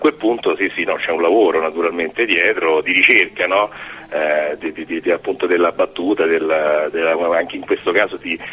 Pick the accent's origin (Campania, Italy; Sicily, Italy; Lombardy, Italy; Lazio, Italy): Lazio, Italy; Rome; now in Grottaferrata, Italy; Io sono romano, adesso vivo a Grottaferrata, insomma, però ho vissuto tanti anni a Roma.